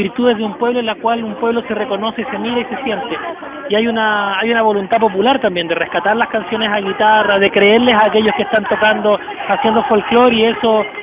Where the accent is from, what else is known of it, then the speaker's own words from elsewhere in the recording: Chile; como chilenos compartimos.